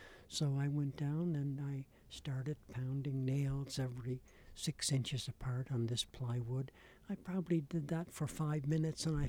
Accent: Charlottetown, Prince Edward Island, Canada; also born or lived in Cape Breton / Antigonish; I'm from Charlottetown. I got here kind of a long way around, from way up in Cape Breton and Inganish Beach, and then to Antigonish, Nova Scotia, where I studied at St. Vex for 4 years.

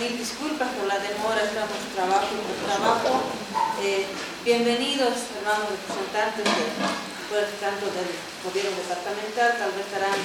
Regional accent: Bolivia; yo pienso que como ciudadana boliviana y como padre de familia que somos

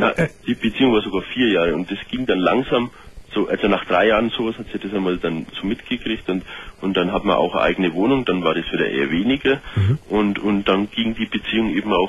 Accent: Bavaria, Germany; ich komme ja aus Bayern, wie man es selbst schon gehört hat.

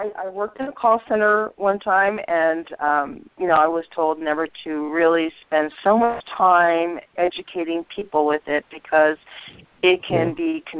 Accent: Utah, United States; I'm from Utah.

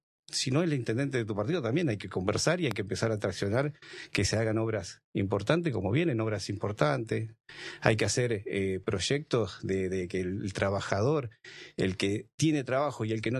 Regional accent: Santa Fe, Argentina; moved away; Entonces yo cuando vine en el 2003, soy de Santa Fe, vine en el 2003

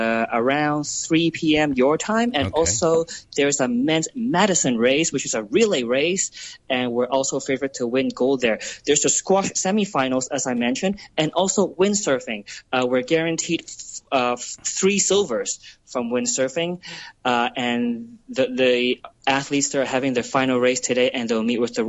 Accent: Hong Kong; I grew up in the Hong Kong 80s, and there used to be a lot of lounges in Tsim Sha Tsui East. In fact, my dad used to own one, and I sort of grew up in that environment.

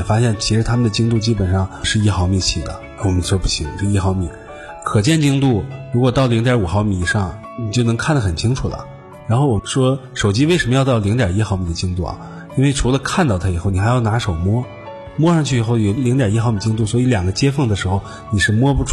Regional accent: China; 其实是我们中国人也有匠人精神。

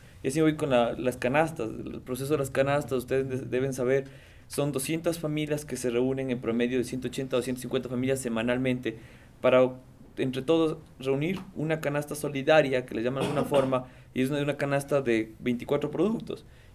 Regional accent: Quito, Pichincha, Ecuador; yo soy del sur de Quito, y yo más bien he venido del sur de Quito construyendo todo un discurso

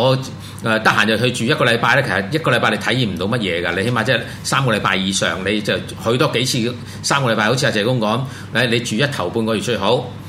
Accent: Taichung, Taiwan; 即係我台中人梗係話台中好啦

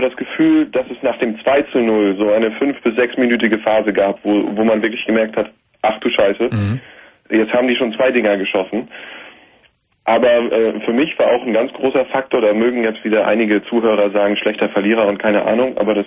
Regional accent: Germany; Sicherlich haben wir als Deutsche alle ein schweres Erbe zu tragen.

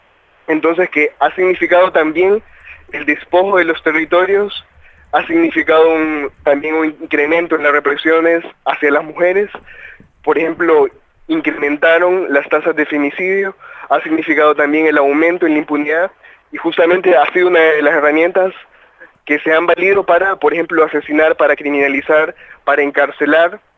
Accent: Honduras; nosotros, como hondureños y como parte de movimientos sociales de Honduras

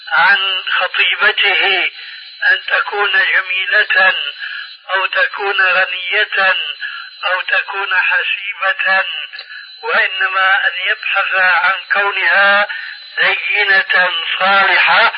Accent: Syria; كما يقولون عندنا في سوريا: بالسريج والفتيل.

